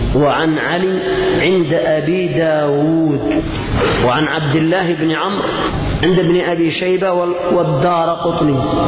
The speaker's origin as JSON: {"language": "Arabic", "country": "Yemen", "said": "لأن 100,000 عندنا في اليمن ممكن تأتي حق 3-4 شياه"}